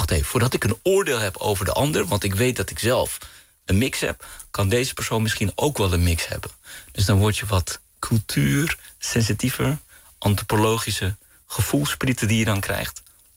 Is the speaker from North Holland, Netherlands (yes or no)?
yes; Amsterdam, North Holland, Netherlands; born there; Mijn moeder is Surinaams Hindoestaans, mijn vader is Pakistaans. Ze hebben elkaar ontmoet in Amsterdam. En ik ben geboren in Amsterdam.